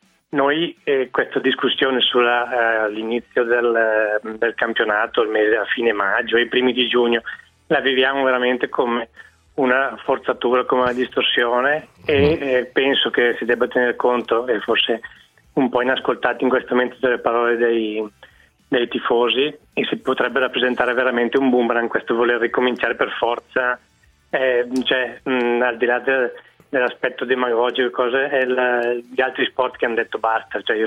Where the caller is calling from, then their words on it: Bergamo, Lombardy, Italy; Volevo, io vengo da Bergamo